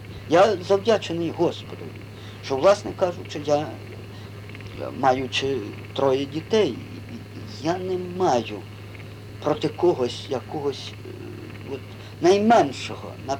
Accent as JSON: {"language": "Ukrainian", "town": "Rosokhachi", "region": "Ternopil Oblast", "country": "Ukraine", "tie": "born or raised there", "said": "Тернопільської області, Чортківського району. Невеличке село, де було 500 номерів."}